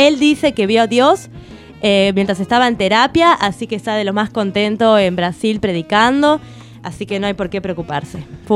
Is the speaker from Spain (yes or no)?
no; Venezuela; now in Miami, United States; para los que no me conocen, soy actriz y vengo desde Venezuela. Ajá. Allí, bueno, vivo mitad en Miami y mitad en el este de Caracas, pero soy de allí.